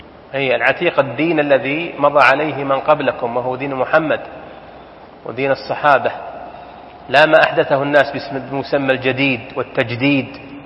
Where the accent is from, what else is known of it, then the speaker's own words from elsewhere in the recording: Saudi Arabia; وله ديننا حنا يا سعوديين